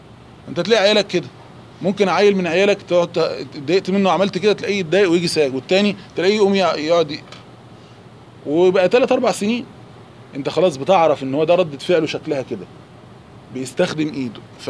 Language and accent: Arabic; Egypt; قول عليه عندنا في مصر دهشان.